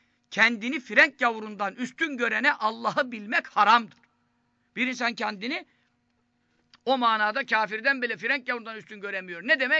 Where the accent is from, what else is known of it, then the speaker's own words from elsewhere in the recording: Istanbul, Turkey; Şimdi ben Fatih Çarşamba'da doğdum, büyüdüm. 40 senelik Çarşambalıyız diyelim.